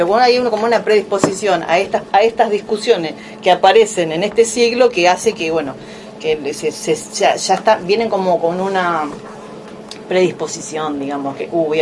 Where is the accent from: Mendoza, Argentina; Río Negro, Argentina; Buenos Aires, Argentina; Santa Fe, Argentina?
Buenos Aires, Argentina; Yo que vengo de Buenos Aires, uno está acostumbrado a ver obras de larga duración